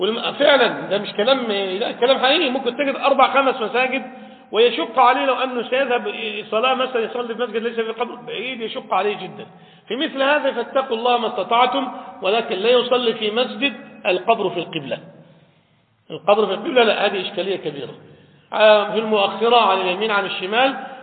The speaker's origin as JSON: {"language": "Arabic", "country": "Egypt", "said": "هل دفن عندنا في مصر ولا في العراق"}